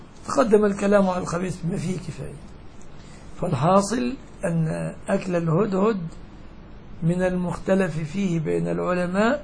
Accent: Egypt; يعني مثلا عندنا كمصريين مستقذر جدا عندنا أن نأكل الجراد

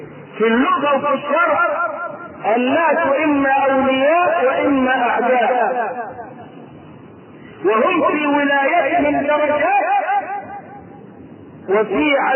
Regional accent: Egypt; بيعدوهم كم مقام عندنا في مصر وكم مقام في البلاد الثانية

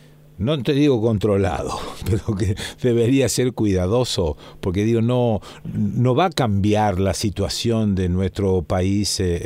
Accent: Argentina; Porque somos así, los argentinos somos así.

